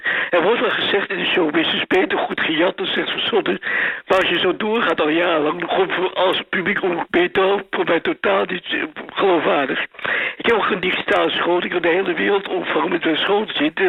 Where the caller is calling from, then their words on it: Amsterdam, North Holland, Netherlands; uit Amsterdam.